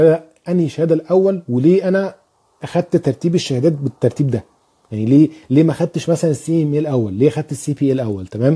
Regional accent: Egypt; moved away; طيب في حسن الموسوي او الموسوي بيسألني انت منين؟ انا من مصر.

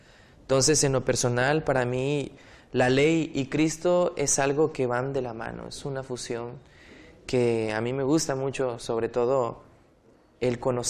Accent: Tabasco, Mexico; Soy estudiante de la Facultad de Teología. Soy del estado de Tabasco, soy sureño

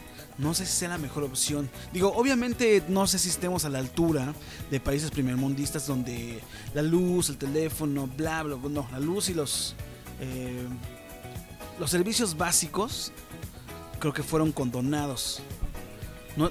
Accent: Mexico; Es algo que manejamos día a día nosotros como mexicanos.

